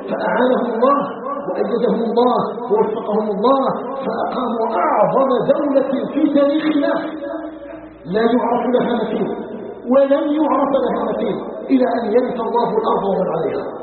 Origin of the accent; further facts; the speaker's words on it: Algeria; نسأله تبارك وتعالى أن يجعل بلدنا الجزائر بلدا آمنا مطمئنا، وسائر بلاد المسلمين